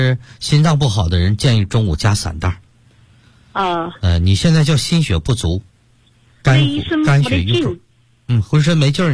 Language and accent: Chinese; Sichuan, China; 包括现在我们四川人爱吃这个辣的